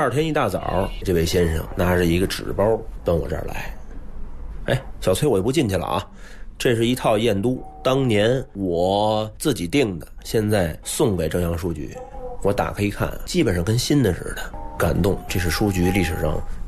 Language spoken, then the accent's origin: Chinese; Dashilan, Beijing, China; born there; 我是出生在大石栏，非常熟悉，07年搬迁的，